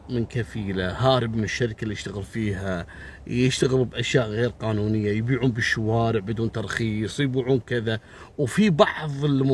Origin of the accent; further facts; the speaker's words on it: Kuwait; في عندنا بالكويت هني منطقتين غالبية العمالة الوافدة